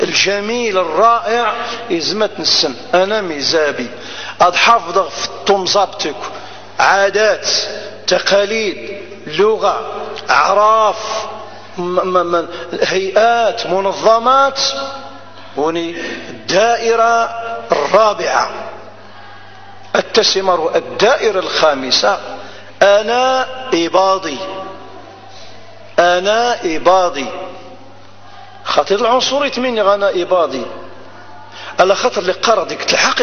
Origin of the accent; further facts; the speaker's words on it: Algeria; أنا جزائري، أنا جزائري